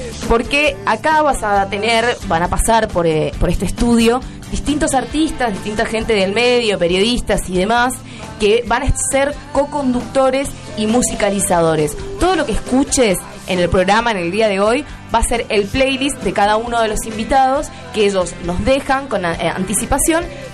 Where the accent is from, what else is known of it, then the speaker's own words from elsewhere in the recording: Mendoza, Argentina; coprovincianos míos, yo soy mendocina